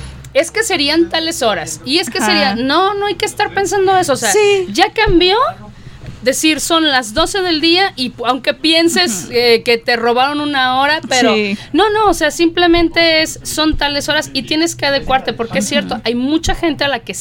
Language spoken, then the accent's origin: Spanish; Mexico; como mexicanos siempre estamos buscando qué festejar, ¿no?